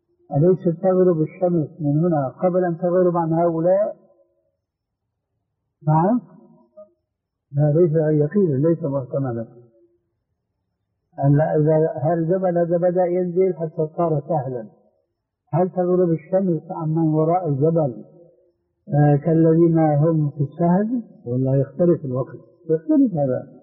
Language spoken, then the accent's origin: Arabic; Jordan; خاصة عندنا في الأردن جميل جدا